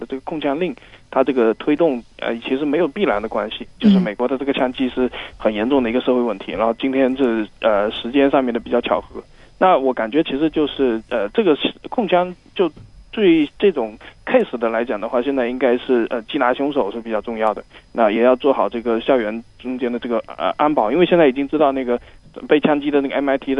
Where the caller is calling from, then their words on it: Hong Kong; 我在香港